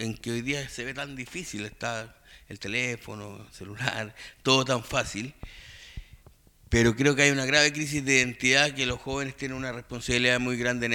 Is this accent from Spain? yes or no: no; Los Lagos, Chile; Estoy de vuelta en mi tierra. Yo viví 6 años aquí en Chiloé. Soy de los Palafitos de Gamboa